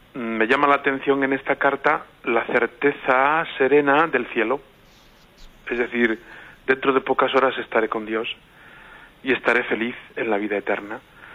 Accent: Puente del Arzobispo, Castilla-La Mancha, Spain; En mi pueblo natal, Puente del Arzobispo, celebramos esta acción de gracias gozosa

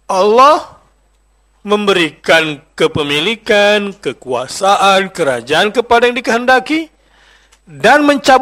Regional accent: East Java, Indonesia; Saya Madura.

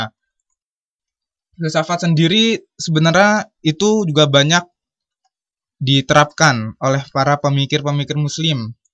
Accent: Jakarta, Indonesia; Asli saya dari Tanjung Priok, Jakarta Utara, Kecamatan Koja.

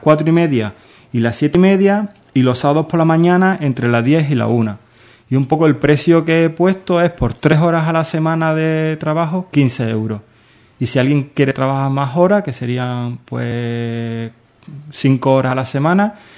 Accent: Seville, Andalusia, Spain; Como soy de allí, soy de Sevilla, ¿no?

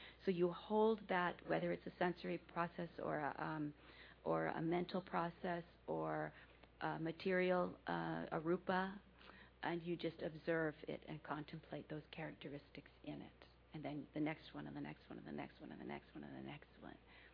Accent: United States; Well, I'm an American, so you know we have a lot of influences here.

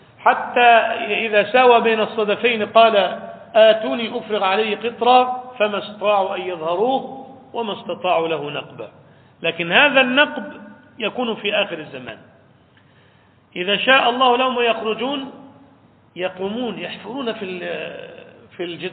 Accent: Egypt; عندنا في مصر في سيناء

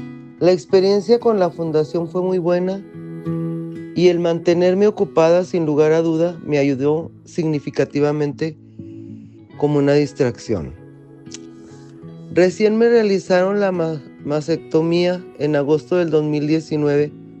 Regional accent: Torreón, Coahuila, Mexico; sobreviviente de cáncer de mama. Tengo 59 años y soy originaria de Torreón, Coahuila.

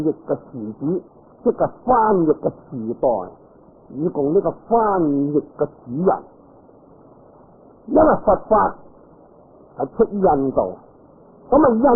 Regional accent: China; 我哋系中国人啊

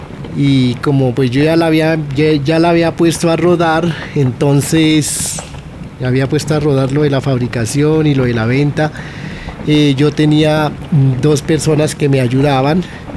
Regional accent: Santander, Colombia; now in Bogotá, Colombia; Y nosotros, pues, siendo santandereanos, también la aprendimos

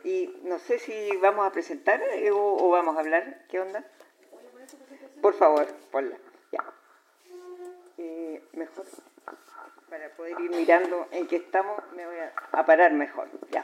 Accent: Chile; como somos todos chilenos

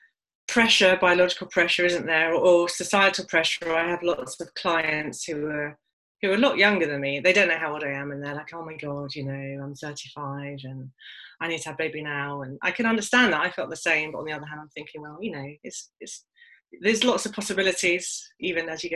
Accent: London, United Kingdom; also born or lived in Switzerland; I was born in Switzerland, but at 3 months old, I came to London. So I consider myself a Londoner, really.

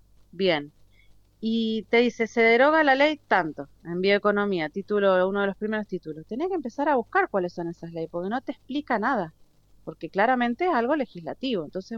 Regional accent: Mendoza, Argentina; no como politóloga y como ciudadana y como mendocina, me parece ridículo directamente

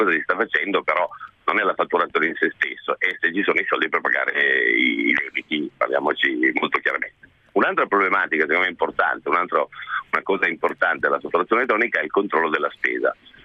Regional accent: Piedmont, Italy; Nel senso, traduco, io sono un piemontese

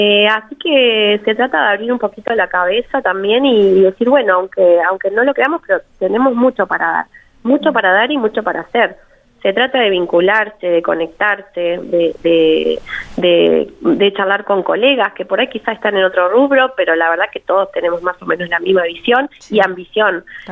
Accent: Argentina; a mí me llenó de esperanza también como argentina

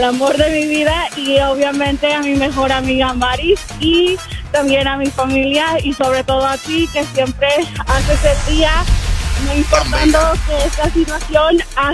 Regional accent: Venezuela; now in Orlando, United States; Soy de Orlando, pero original de Venezuela.

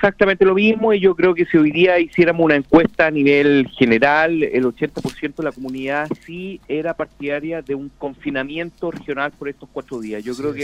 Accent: Chile; somos todos chilenos, somos todos hermanos

